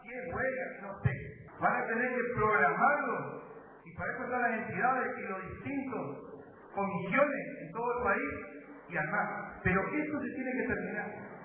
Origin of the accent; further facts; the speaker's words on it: Avellaneda, Argentina; soy de Avellaneda. Productor agropecuario, ganadero.